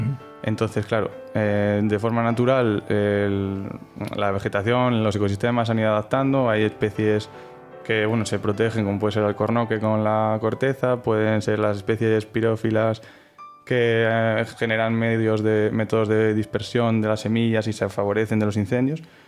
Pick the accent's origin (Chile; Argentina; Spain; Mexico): Spain; Soria, Castile and León; Soy de Soria, entonces trabajaba allí en un pueblo de la provincia